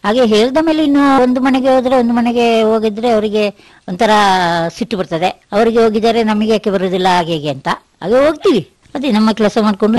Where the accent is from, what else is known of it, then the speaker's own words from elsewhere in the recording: Uppinangady, Karnataka, India; moved away as an adult; now in Madikeri, India; ನಾನು ಹುಟ್ಟಿದ್ದು ಕನ್ನಡ ಜಿಲ್ಲೆ ಉಪ್ಪಿನಂಗಡಿ, ಅಲ್ಲಿ ಹುಟ್ಟಿದ್ದು, ಅಲ್ಲಿಂದ ಅಲ್ಲಿ ಬೆಳೆದು ಇದಾಗಿ ನಾವು ಇಲ್ಲಿ ಮಡಿಕೇರಿಗೆ ಮದುವೆ ಆಗಿದ್ದು. ಮದುವೆಯಾಗಿ ಇಲ್ಲಿ ಈಗ ಒಂದು 10 ವರ್ಷ ಆಯ್ತು ಮದುವೆಯಾಗಿ.